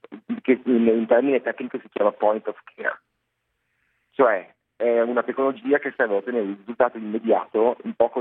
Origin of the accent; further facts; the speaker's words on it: Padua, Veneto, Italy; born there; io sono nato nel 1982 a Padova. Ho ottenuto il diploma di liceo scientifico, sempre qui a Padova